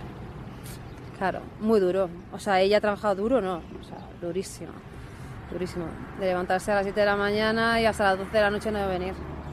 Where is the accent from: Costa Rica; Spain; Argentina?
Spain; also born or lived in Morocco; Yo soy nacida en Marruecos y criada aquí. Primero vino mi padre, luego vino mi madre y nos trajo, claro.